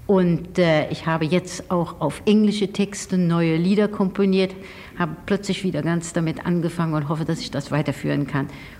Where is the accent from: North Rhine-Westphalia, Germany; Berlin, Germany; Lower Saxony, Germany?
Berlin, Germany; Wenn ich es sagen darf, ich rechne mich nicht zu Deutschland, aber zu Berlin.